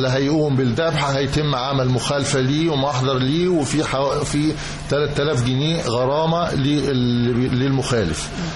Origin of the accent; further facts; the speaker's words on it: Egypt; هي الأعياد عندنا في مصر يعني خصوصا بيكون ليها طعم تاني خالص غير أي مكان آخر